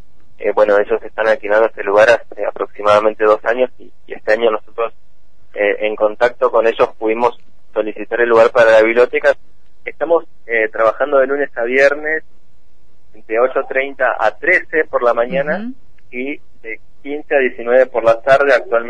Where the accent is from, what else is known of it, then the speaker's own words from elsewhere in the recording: Cushamen, Chubut, Argentina; Hace 3 años que yo vuelvo a mi pueblo, a Cusamen